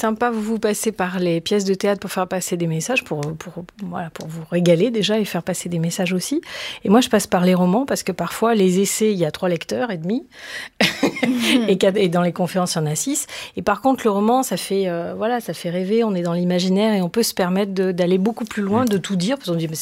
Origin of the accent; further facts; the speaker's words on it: France; on n'est pas tellement dans la culture de l'essai, de l'erreur et de se planter en tant que Français.